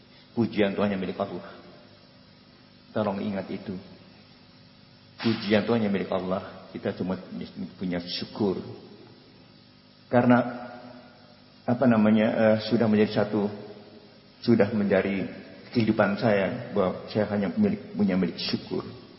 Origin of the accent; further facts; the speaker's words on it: Indonesia; born there; saya lahir di Indonesia, jadi anak Indonesia.